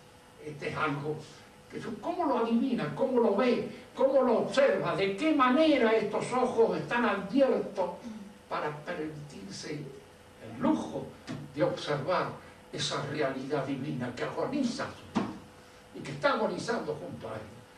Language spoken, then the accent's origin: Spanish; Argentina; de alguna manera soy argentino y tengo miedo de ser más chorro de lo que creo.